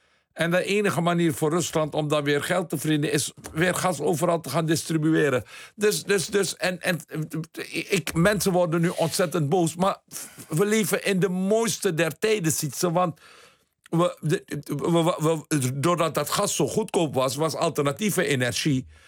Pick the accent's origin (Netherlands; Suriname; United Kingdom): Suriname; Ik weet, als tiener in Suriname. Het was 18 toen de staatsgreep kwam.